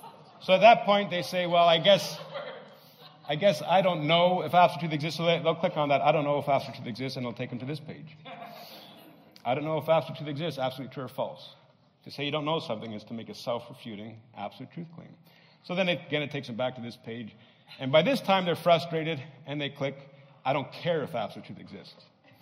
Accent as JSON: {"language": "English", "country": "Canada", "said": "because I can't sell anything, I'm Canadian."}